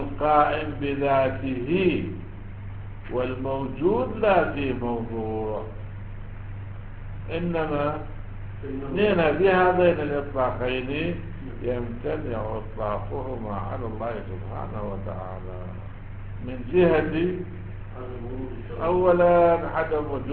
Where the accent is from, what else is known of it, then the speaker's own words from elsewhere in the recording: Iraq; واحنا عندنا بالعراق